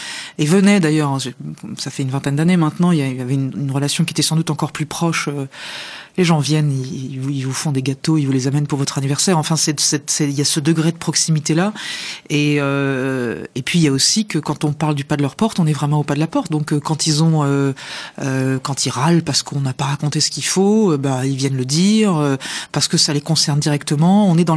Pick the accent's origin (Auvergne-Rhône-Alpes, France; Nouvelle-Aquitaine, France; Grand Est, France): Grand Est, France; Nancy; parce que je venais de Nancy, que je faisais du sport à Nancy